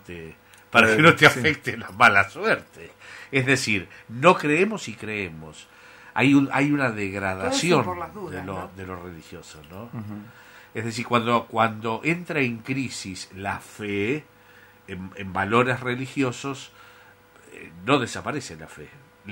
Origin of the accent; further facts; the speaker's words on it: Azul, Buenos Aires Province, Argentina; yo me acuerdo en Azul, en mi patria chica, cuando yo tenía 5, 6, 7 años